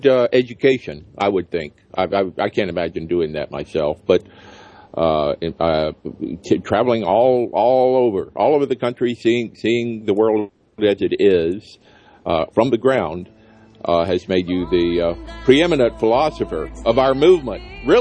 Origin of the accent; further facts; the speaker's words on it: Alabama, United States; All of those are being overturned despite sometimes fierce resistance in states like my home state of Alabama.